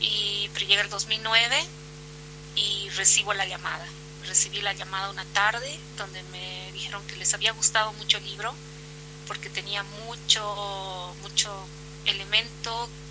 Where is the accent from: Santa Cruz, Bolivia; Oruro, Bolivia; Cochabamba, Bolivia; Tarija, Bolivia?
Cochabamba, Bolivia; yo soy de Cochabamba.